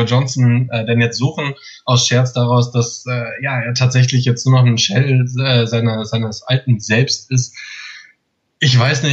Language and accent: German; Düsseldorf, North Rhine-Westphalia, Germany; Also ich bin ja aus Düsseldorf